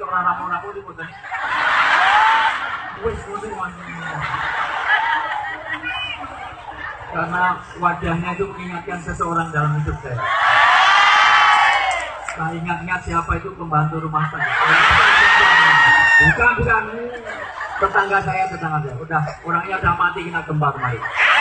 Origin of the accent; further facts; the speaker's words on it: Java, Indonesia; Saya orang Jawa.